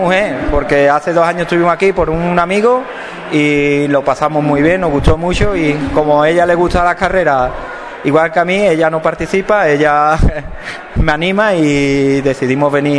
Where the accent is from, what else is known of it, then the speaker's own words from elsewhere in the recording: Spain; tuve que volver a España y corrí la de mi pueblo, que yo soy, como bien ha dicho, de Aral